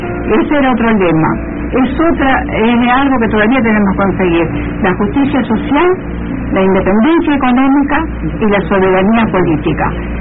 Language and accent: Spanish; Argentina; tengo fe de que vamos a seguir adelante como argentinos